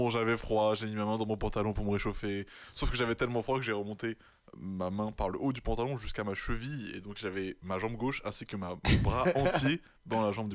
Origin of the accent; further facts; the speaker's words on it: Niort, Nouvelle-Aquitaine, France; Pendant longtemps, moi je rentrais pas beaucoup sur Niort pendant l'année, parce qu'on est de Niort.